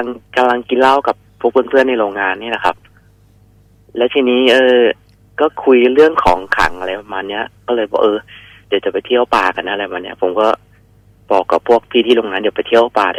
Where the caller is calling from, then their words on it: Nakhon Pathom, Thailand; ตอนนี้จอดรถอยู่แถวนครปฐมครับ